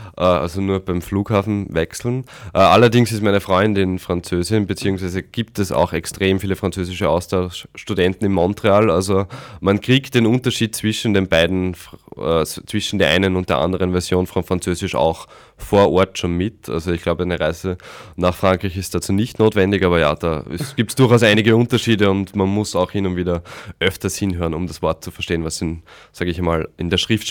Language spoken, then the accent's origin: German; Austria; die Heimat ist dann doch in Österreich. Und in diesem Sinne freue ich mich, dass ich jetzt wieder zu Hause bin und in meiner Heimat, aber auch gleichzeitig bald wieder nach Kanada zurückkehren kann.